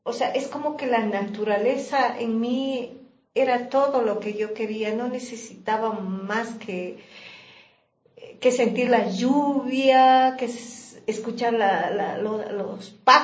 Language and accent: Spanish; Ecuador; moved away; also born or lived in Norway; cuando estuve en Noruega, cuando salí de aquí de Ecuador en el 2000